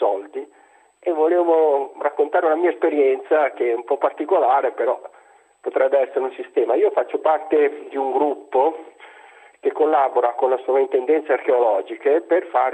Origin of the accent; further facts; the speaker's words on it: Ravenna, Emilia-Romagna, Italy; Buonasera, veramente non è da Como, comunque sono da Ravenna, ieri ero a Como in vacanza.